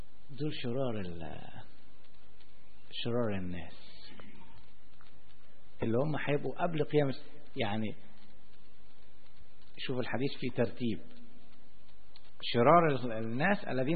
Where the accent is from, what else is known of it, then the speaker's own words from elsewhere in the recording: Alexandria, Alexandria Governorate, Egypt; منطقة زي منطقة بحري عندنا في اسكندرية